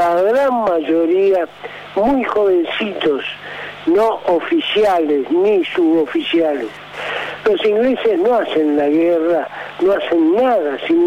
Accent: Argentina; Siento vergüenza como argentino.

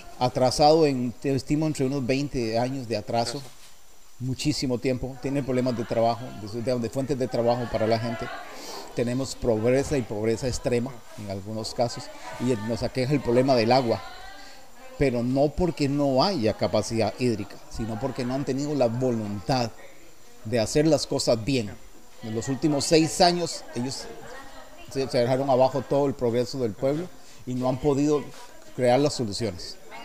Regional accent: Guápiles, Limón, Costa Rica; born there; nací en Guaples

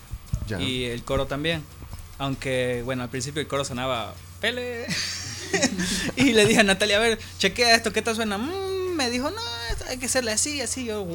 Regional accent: Trinidad, Beni, Bolivia; porque yo soy de Trinidad, y en Trinidad algo, todo el mundo tiene moto, ¿no?

